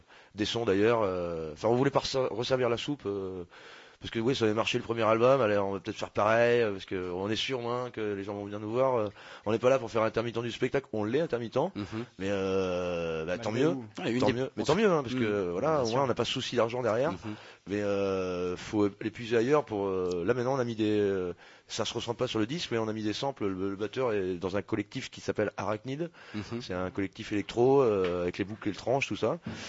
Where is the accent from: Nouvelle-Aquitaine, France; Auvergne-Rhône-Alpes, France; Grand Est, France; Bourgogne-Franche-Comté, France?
Nouvelle-Aquitaine, France; La Rochelle; Moi, je viens de La Rochelle, enfin d'à côté de La Rochelle.